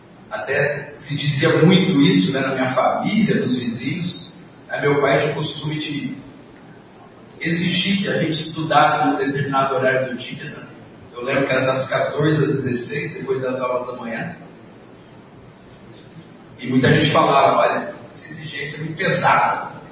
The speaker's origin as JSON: {"language": "Portuguese", "town": "São José do Rio Preto", "region": "São Paulo", "country": "Brazil", "tie": "born or raised there", "said": "Cresci em São José do Rio Preto, me casei em São José do Rio Preto"}